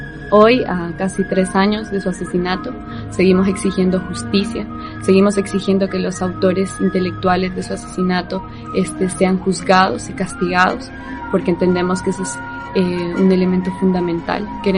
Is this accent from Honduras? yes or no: yes; Honduras; soy de Honduras, soy de el Consejo Cívico de Organizaciones Populares e Indígenas de Honduras, COPIN